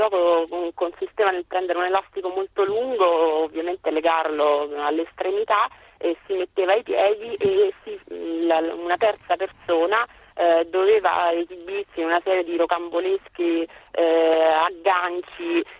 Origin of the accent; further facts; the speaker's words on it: Rome, Lazio, Italy; Io sono di Roma